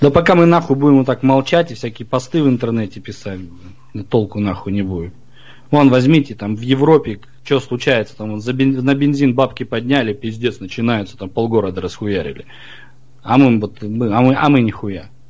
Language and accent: Russian; Kazakhstan; moved away as an adult; also born or lived in Ukraine; now in Krasnodar, Russia; я родился в Казахстане, да, там, считай, 23 года прожил там. Потом я жил и в Украине жил, у меня бабушка с Украины. Вот. И потом переехал в Краснодар